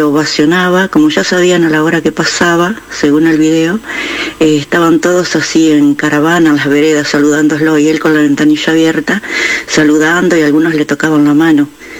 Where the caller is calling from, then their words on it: San Miguel del Monte, Buenos Aires Province, Argentina; de San Miguel del Monte.